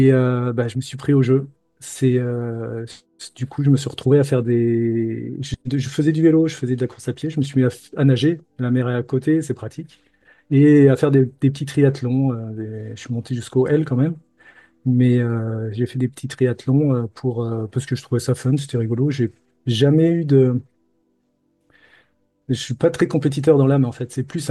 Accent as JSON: {"language": "French", "town": "Lyon", "region": "Auvergne-Rhône-Alpes", "country": "France", "said": "je suis lyonnais de base. J'ai déménagé dans le sud de la France pour des missions d'informatique."}